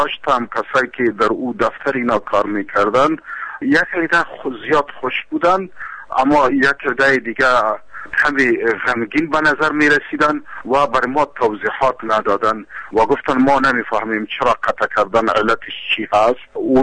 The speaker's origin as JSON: {"language": "Persian", "country": "Afghanistan", "said": "من یک افغان هستم و در جامعه افغانی زندگی میکنم"}